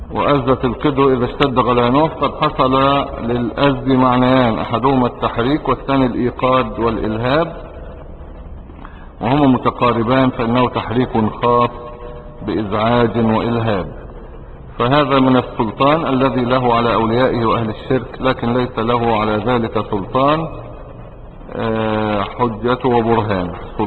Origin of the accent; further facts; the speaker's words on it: Egypt; احنا مش عرب، احنا مصريين